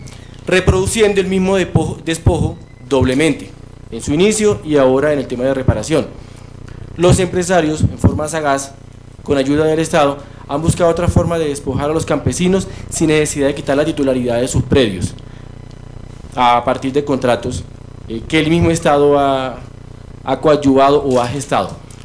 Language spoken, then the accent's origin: Spanish; Colombia; para que nosotros como colombianos hagamos un balance